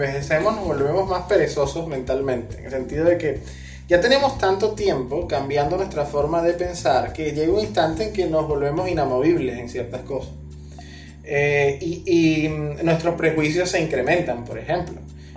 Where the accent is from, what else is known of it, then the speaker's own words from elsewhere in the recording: Venezuela; es algo que nunca como venezolanos nos imaginamos que íbamos a tener que hacer, importar gasolina.